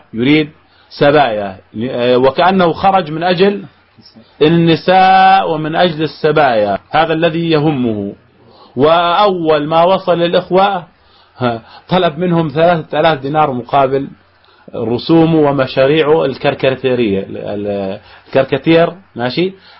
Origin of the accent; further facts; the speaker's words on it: Jordan; عندنا في الأردن